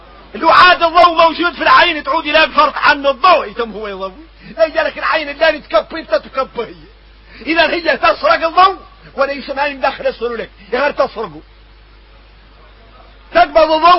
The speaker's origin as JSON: {"language": "Arabic", "country": "Mauritania", "said": "واحنا موريتاني عندنا عقلية خويسة"}